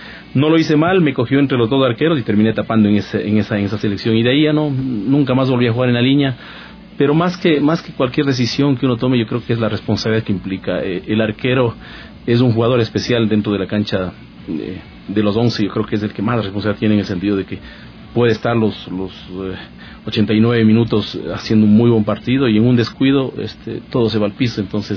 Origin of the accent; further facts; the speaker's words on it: Puembo, Pichincha, Ecuador; Bueno, yo soy de Puembo, mi familia es de Puembo, una parroquia rural del Cantón Quito, y tuve la posibilidad de jugar desde los 11 años más o menos en la liga parroquial de Puembo.